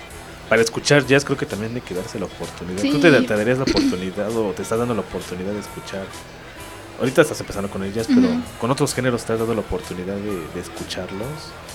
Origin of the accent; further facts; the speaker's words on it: Mexico; De que creo que como mexicanos ya teníamos una mente mucho más abierta